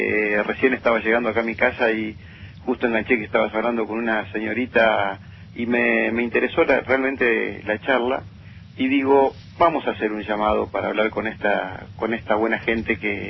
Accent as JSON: {"language": "Spanish", "town": "Concordia", "region": "Entre Ríos", "country": "Argentina", "said": "soy de Concordia, Entre Ríos."}